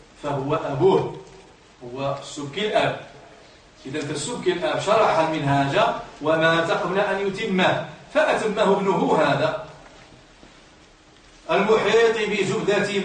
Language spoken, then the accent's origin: Arabic; Libya; لمدن كثيرة كاين في المغرب وعندنا في ليبيا